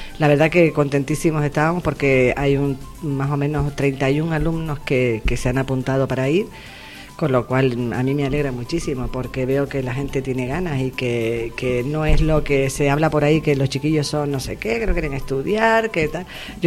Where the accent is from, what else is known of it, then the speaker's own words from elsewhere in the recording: Las Palmas, Canary Islands, Spain; now in Valsequillo, Spain; yo no soy de Valsequillo, soy de Las Palmas, pero me considero valsequillera de pura cepa. Llevo viviendo aquí ya bastante tiempo, incluso cuando vivía en Las Palmas estaba trabajando ya en Valsequillo, ¿no?